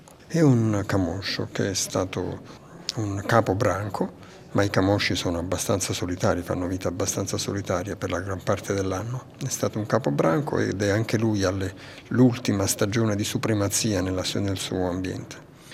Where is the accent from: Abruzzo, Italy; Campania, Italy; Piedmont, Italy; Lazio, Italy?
Campania, Italy; Naples; moved away as an adult; Sì, vengo da Napoli, ma mi sono estratto da lì e ho fatto altre... Non ho vissuto più lì dopo i 18 anni